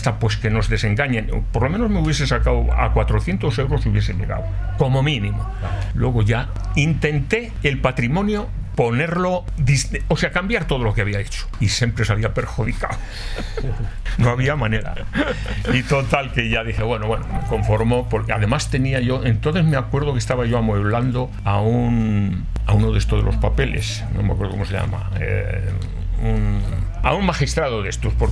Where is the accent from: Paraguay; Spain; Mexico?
Spain; Castile and León; yo soy de la provincia de Valladolid, si va usted a mi tierra, pues verá en las casas antiguas